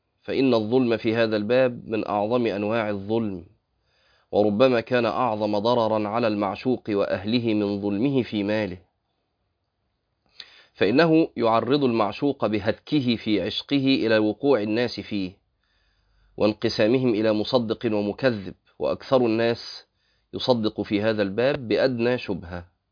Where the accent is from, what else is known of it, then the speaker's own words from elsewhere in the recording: Egypt; نسبة الطلاق عندنا في مصر شكلها إيه بقى؟